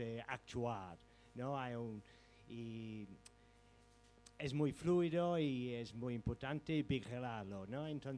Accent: England, United Kingdom; first language en; Spanish is a second language; mira, yo soy inglés, hablo inglés, no castellano, como es obvio.

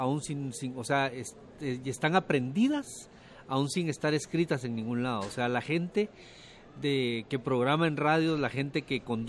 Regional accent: Guatemala; yo en algún momento llegué a tener un rencor muy fuerte y muy grande hacia los medios de comunicación en mi país

